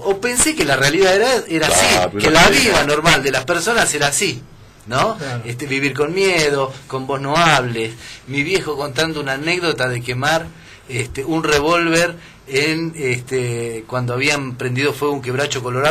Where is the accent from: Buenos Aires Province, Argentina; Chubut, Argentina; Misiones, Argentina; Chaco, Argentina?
Chaco, Argentina; yo vivía en el Chaco, yo soy chaqueño. Ajá. Vivía en el campo, no teníamos luz eléctrica. Ah. Era una zona rural sin luz eléctrica.